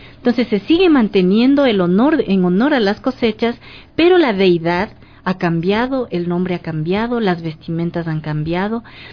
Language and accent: Spanish; Riobamba, Chimborazo, Ecuador; Sí, yo soy de Riobamba.